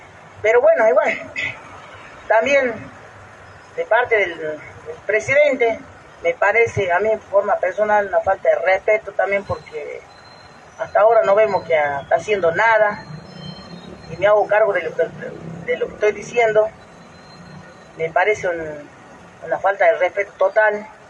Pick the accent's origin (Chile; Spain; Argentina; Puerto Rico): Argentina; Jujuy; ¿Y por qué nosotros no? ¿Que no somos argentinos?